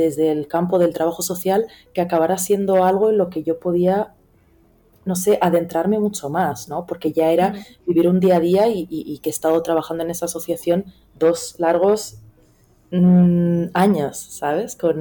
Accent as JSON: {"language": "Spanish", "region": "Melilla", "country": "Spain", "tie": "born or raised there", "said": "estoy viviendo aquí una ciudad, mi ciudad natal, pequeña"}